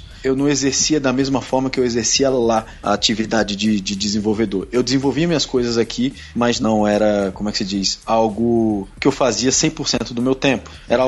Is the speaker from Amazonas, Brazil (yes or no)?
no; Petrolina, Pernambuco, Brazil; also born or lived in Recife / Rio de Janeiro; É, sou de Petrolina